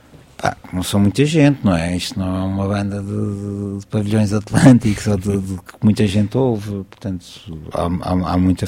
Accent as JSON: {"language": "Portuguese", "region": "Lisbon", "country": "Portugal", "said": "Nós somos de Lisboa."}